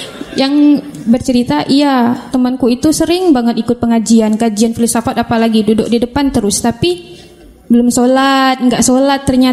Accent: West Kalimantan, Indonesia; saya asalnya dari Kalimantan Barat. Sekarang saya mahasiswi magister di UIN.

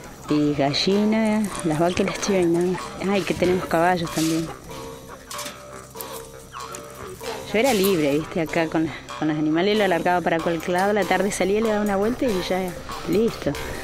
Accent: Neuquén, Argentina; soy de Los Campo Maripe y tengo mi puesto acá en la meseta. Nosotros le decimos Los, que significa comunidad, y pertenecemos a la comunidad mapuche.

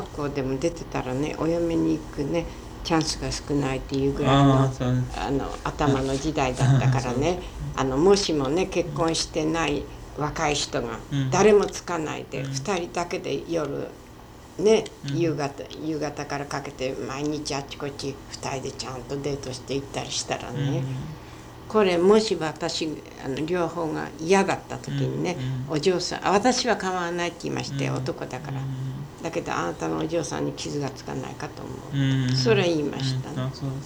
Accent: Hokkaido, Japan; born there; まあ私が北海道で生まれたぐらいのことは考えませんけど

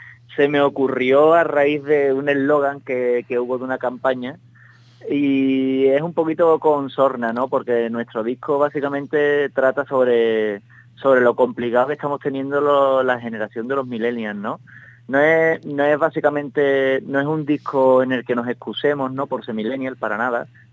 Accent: Utrera, Andalusia, Spain; La banda la fundé yo en 2007 en mi pueblo, en Utrera.

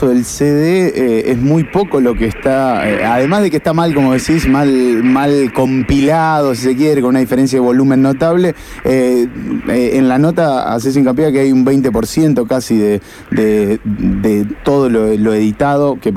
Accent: Argentina; no nos llevamos bien con los archivos como argentinos

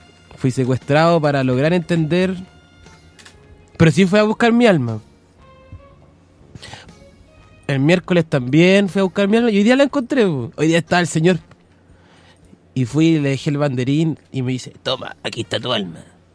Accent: Talca, Maule, Chile; Yo también soy de Talca.

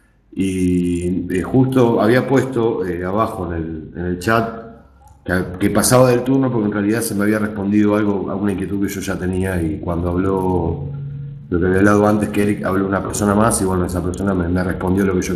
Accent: Buenos Aires, Argentina; soy del grupo de Argentina, de Buenos Aires

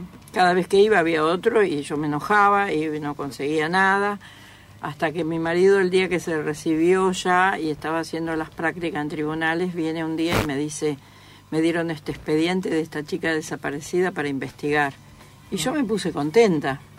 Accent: Misiones, Argentina; Te imaginas que yo vengo de la selva de Misiones, con apenas la primaria hecha.

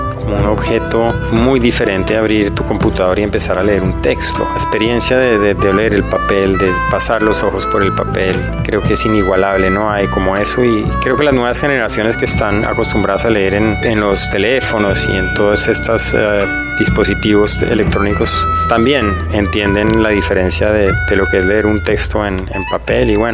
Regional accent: Colombia; soy escritor de Colombia.

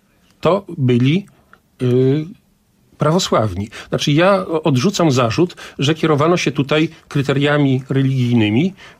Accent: Podlaskie Voivodeship, Poland; Ja z Białostoczyzny mógłbym w tej chwili wymienić kilkanaście nazw wsi

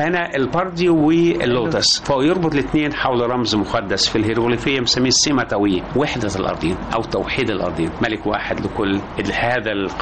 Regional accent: Egypt; قيمة المصري اللي احنا بنفتخر بيه ان احنا مواطنين مصريين.

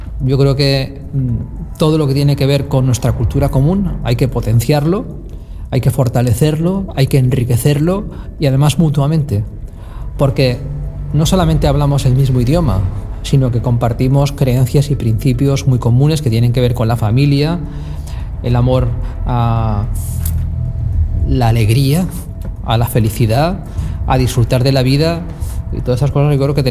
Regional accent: Spain; soy el único español de la Academia de Ciencias Jurídicas y Sociales de Argentina.

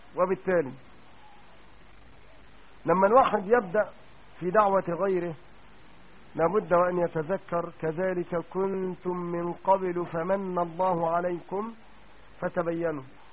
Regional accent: Egypt; المجزر اللي كان في السيدة زينب زمان عندنا في مصر

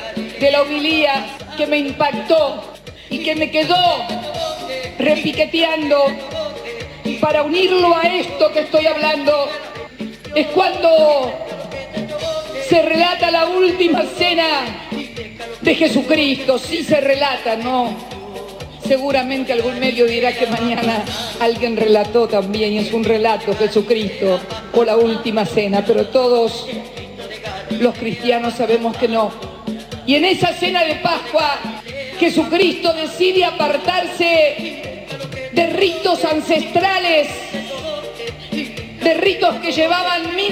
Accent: Argentina; a veces me duele como argentina, como mujer

